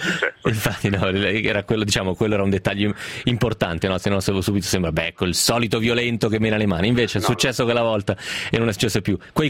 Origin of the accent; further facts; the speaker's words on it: Piedmont, Italy; essendo piemontese anch'io, non so se Zarro è solo dalle parti nostre.